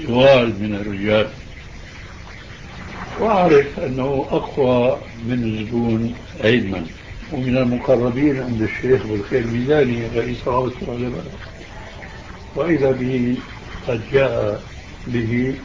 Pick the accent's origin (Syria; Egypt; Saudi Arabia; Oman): Syria; اللي بيسموها عندنا في الشام